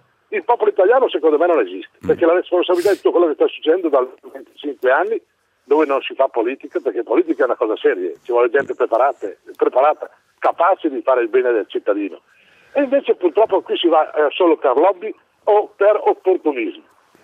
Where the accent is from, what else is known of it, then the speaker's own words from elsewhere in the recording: Lombardy, Italy; Abbiamo 8.000 comuni, io sono bergamasco, se prendiamo le nostre valli